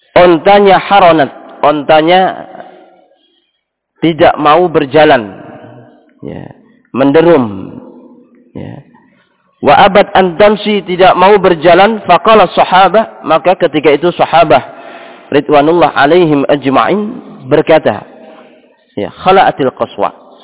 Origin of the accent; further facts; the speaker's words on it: Java, Indonesia; seperti kita orang Jawa ketika di sana pernah ada yang di antara antum melantir